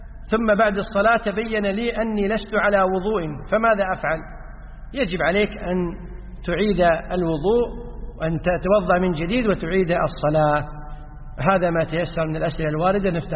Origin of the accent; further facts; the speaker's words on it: Kuwait; اليوم عندنا في الكويت وفي بعض الدول المتقدمة مياه الصرف الصحي تعالج.